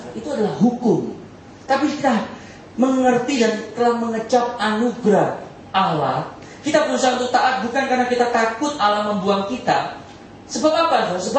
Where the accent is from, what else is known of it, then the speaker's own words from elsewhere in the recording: Surabaya, East Java, Indonesia; saya dari Surabaya suka makan rawon, saudara.